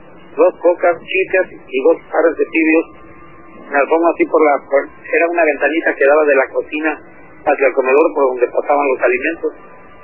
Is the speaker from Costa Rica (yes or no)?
no; Mexico City, Mexico; now in Baja California, Mexico; Tengo 17 años radicando aquí en Baja California.